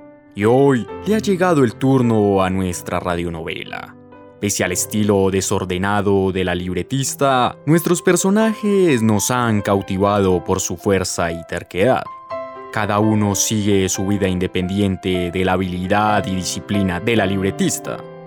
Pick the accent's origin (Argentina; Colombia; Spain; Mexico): Colombia; Bogotá; born there; padres vienen de Boyacá, víctimas del conflicto bipartidista, y pues yo nací acá en Bogotá.